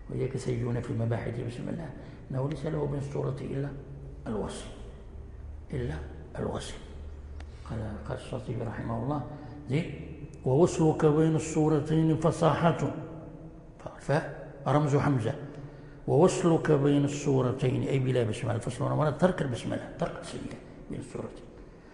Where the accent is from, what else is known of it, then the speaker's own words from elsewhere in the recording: Morocco; ولذلك جرى العمل عندنا في المغرب